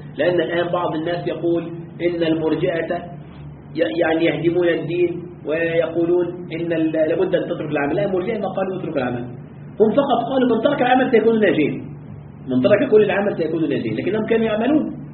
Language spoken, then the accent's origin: Arabic; Egypt; هناك جماعة كانت عندنا في مصر